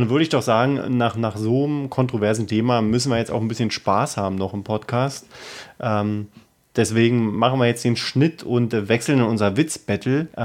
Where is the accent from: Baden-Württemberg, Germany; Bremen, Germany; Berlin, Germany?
Berlin, Germany; wir beobachten das natürlich als Berliner.